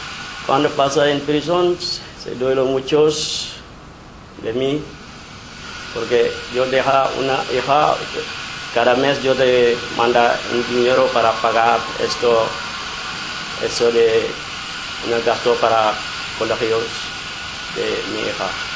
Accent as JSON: {"language": "Spanish", "country": "Senegal", "second_language": "Spanish", "moved": "yes", "lives_now": "Spain", "said": "soy de Senegal. Vení aquí para buscar trabajo"}